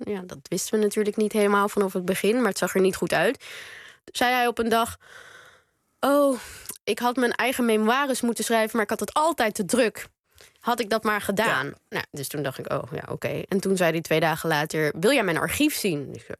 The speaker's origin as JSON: {"language": "Dutch", "country": "Netherlands", "said": "En dat is omdat ik uiteindelijk gewoon wel Nederlands ben. Ik voel me een Nederlander, Joodse Nederlander."}